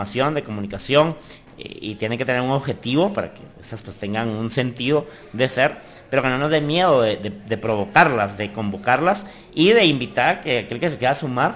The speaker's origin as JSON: {"language": "Spanish", "country": "Guatemala", "said": "no se hubiera logrado si no hubiéramos actuado como guatemaltecos, como sociedad"}